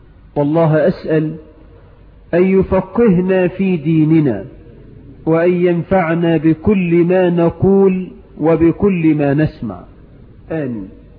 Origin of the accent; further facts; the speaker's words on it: Egypt; بلدنا مصر